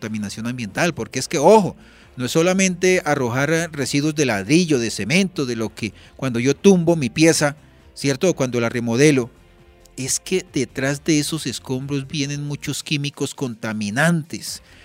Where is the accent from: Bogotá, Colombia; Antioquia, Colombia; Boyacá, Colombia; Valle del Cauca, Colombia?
Boyacá, Colombia; Yo no soy paisa, yo soy boyacense